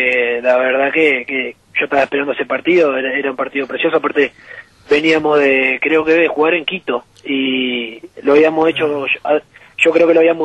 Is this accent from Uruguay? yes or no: yes; Uruguay; somos todos uruguayos, somos todos hinchas de la selección